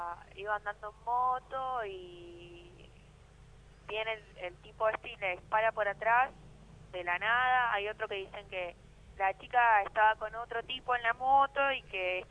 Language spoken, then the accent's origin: Spanish; Merlo, Buenos Aires Province, Argentina; Sí, nosotros somos de Padua, de Merlo